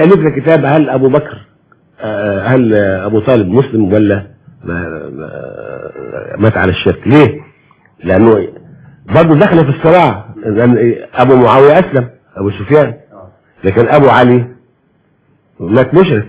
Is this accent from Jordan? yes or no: no; Egypt; وإحنا يا مصريين كل المصريين محبين جدا لآل البيت.